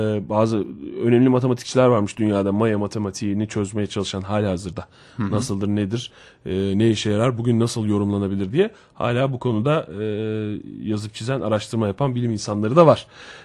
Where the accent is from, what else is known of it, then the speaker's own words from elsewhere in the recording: Konya, Turkey; born there; Evet Konya doğumluyum.